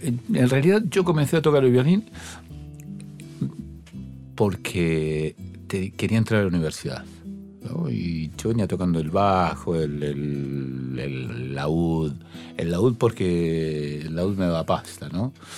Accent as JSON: {"language": "Spanish", "town": "Rosario", "region": "Santa Fe", "country": "Argentina", "tie": "born there", "said": "Nací en Refinería."}